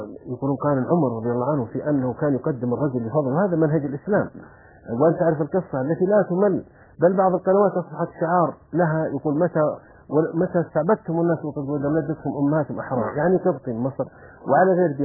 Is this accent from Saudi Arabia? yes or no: yes; Saudi Arabia; لأنه قبل مثل الوحدة الوطنية مثل عندنا في السعودية كانت القبائل تتكاثر وكانت متناحرة